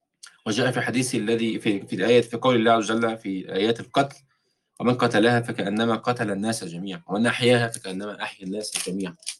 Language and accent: Arabic; Egypt; مر على عيال مثل ما احنا بنسميهم عندنا في مصر بيلعبوا في الشارع كده